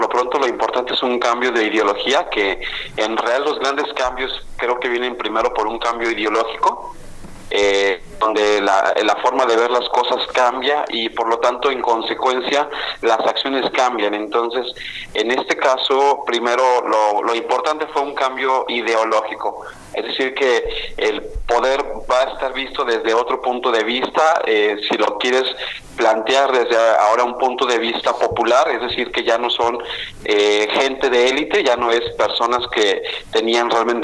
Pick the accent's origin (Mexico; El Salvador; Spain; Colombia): Mexico; qué es lo que queremos como ciudadanos mexicanos